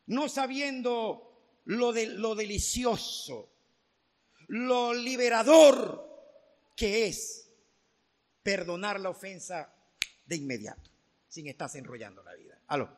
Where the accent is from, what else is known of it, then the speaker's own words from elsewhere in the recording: Venezuela; Como venezolanos nos sobra todo de todo